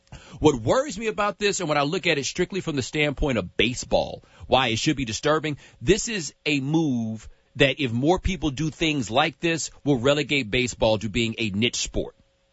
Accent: Atlanta, Georgia, United States; born there; I grew up a Braves fan. I was born in Atlanta. My parents live in Southwest Atlanta.

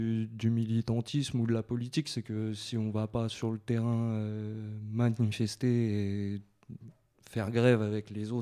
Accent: Montreuil, Île-de-France, France; Je suis de Montreuil, j'habite à Croix-de-Chavaux depuis toujours.

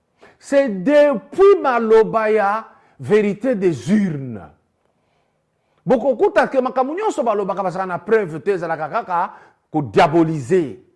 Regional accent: DR Congo; le président est bien-aimé ici chez nous en RDC

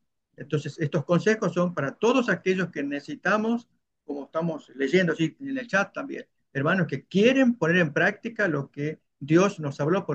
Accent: Los Angeles, California, United States; moved away; cuando yo salí de mi ciudad, de Los Ángeles, y me moví a un día de distancia donde estoy viviendo actualmente

